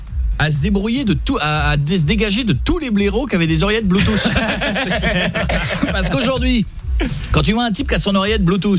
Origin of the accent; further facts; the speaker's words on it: Hauts-de-France, France; Je rappelle que j'ai grandi en Picardie